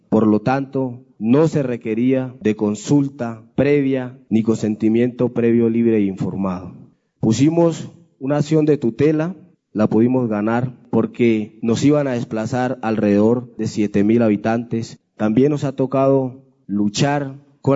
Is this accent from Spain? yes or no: no; Suárez, Cauca, Colombia; vengo desde el municipio de Suárez, del departamento del Cauca.